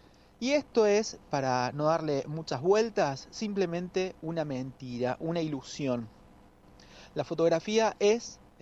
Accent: Trelew, Chubut, Argentina; soy fotógrafo de Trelew, Chubut

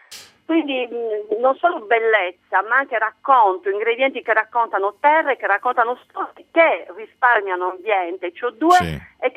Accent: Sardinia, Italy; chiaramente siamo sardi dignitosi, ma anche voglia di sentirci italiani

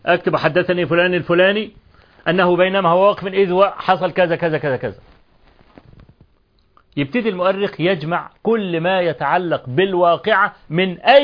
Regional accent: Egypt; طبعا احنا كمصريين

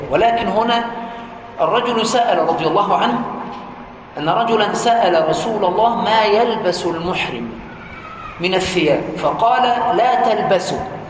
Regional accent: Egypt; القميص عندنا في مصر يقول القميص اللي هو ليه زراير،

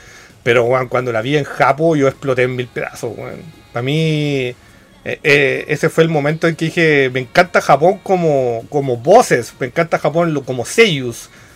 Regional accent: Chile; Como yo tirarme como chilena sin saber el idioma

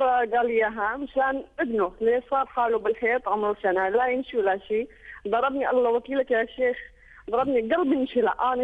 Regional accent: Syria; لان انا من سوريا وانا فاشون لحاجي

